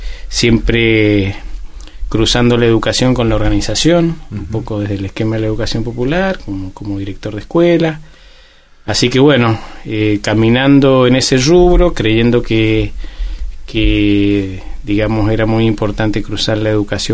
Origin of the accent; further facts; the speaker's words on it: Guaymallén, Mendoza, Argentina; que somos nacidos y criados en Guaymallén.